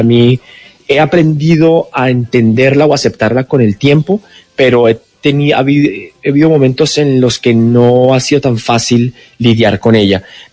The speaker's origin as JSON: {"language": "Spanish", "country": "Colombia", "moved": "yes", "said": "cuando yo me fui de Colombia, al principio estábamos en una situación muy compleja de viajes"}